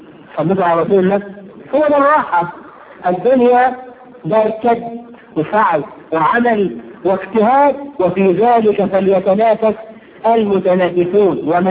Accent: Egypt; احنا كويسين قوي كمصريين احنا كده حلو قوي

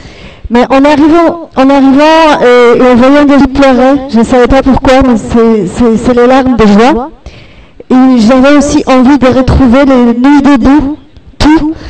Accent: Poland; French is a second language; now in France; je suis polonaise, j'ai vécu un petit peu ce qu'on est en train de vivre en Pologne

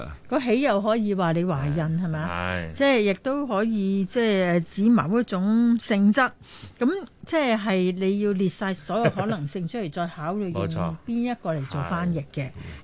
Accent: Hong Kong; 咁當然我係香港人，我明

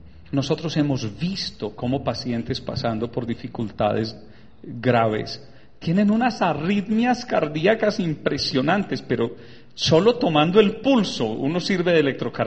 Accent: Urrao, Antioquia, Colombia; yo soy de Urrao, Antioquia.

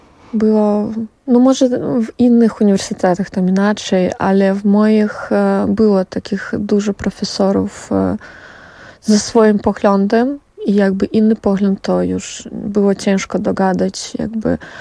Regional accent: Brest Region, Belarus; Nie jestem z Mińska. Jestem z Polesia, zawsze mówię Polesia. To jakby brzeski region. Urodziłam się tam i rosłam tam i później już pojechałam na studia do Mińska.

